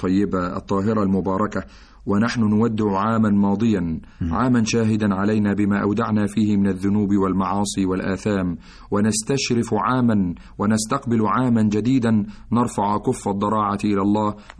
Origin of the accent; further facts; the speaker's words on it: Egypt; واجعل بلدنا مصر بلد الأمن والأمان والطمأنينة والسكينة والسلام